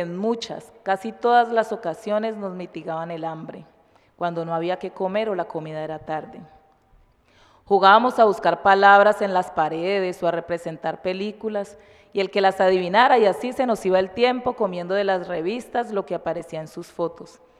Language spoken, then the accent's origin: Spanish; Cali, Valle del Cauca, Colombia; yo nací en el puerto, ahí en el puerto Mayarino de Cali. soy nacida y criada aquí en Cali. Y pues lo más lejos que me desplacé fue desde el barrio San Marino hasta aquí a Marroquín, que es donde vivo hasta hoy.